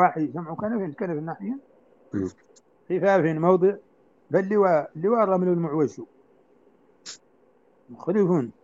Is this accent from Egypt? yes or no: no; Mauritania; يعني النبات عندنا في موريتانيا هو نفس الطالح في المدينة يشبهه تماما